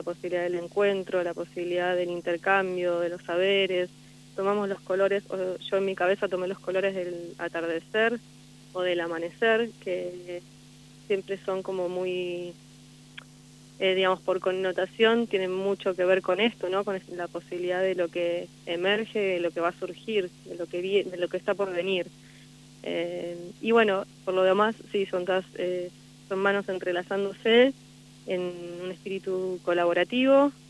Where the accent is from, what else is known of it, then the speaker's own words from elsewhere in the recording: Buenos Aires, Argentina; Sí, de Buenos Aires